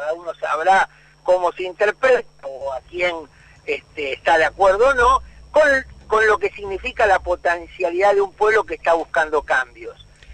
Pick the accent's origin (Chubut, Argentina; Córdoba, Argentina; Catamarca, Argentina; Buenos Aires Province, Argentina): Buenos Aires Province, Argentina; soy del Gran Buenos Aires, además hincha Lanús